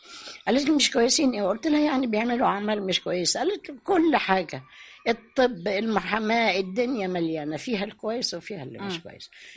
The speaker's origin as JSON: {"language": "Arabic", "country": "Sudan", "tie": "born or raised there", "said": "اللي انا تربيت عندهم في السودان"}